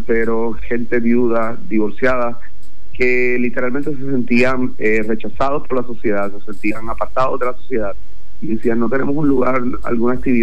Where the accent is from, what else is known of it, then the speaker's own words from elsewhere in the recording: Puerto Rico; moved away as an adult; yo estuve alrededor de 8 años trabajando en los medios de comunicación allá en mi país, Puerto Rico